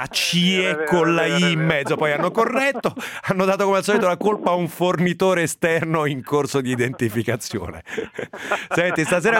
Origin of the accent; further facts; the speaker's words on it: Bevagna, Umbria, Italy; le origini sono umbre, sono di Bevagna in provincia di Perugia